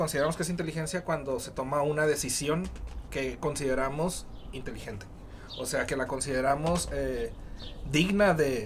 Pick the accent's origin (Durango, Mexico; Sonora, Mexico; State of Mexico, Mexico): Sonora, Mexico; Caborca; now in Hermosillo, Mexico; Y soy de Caborca, vivo aquí en Hermosillo hace rato ya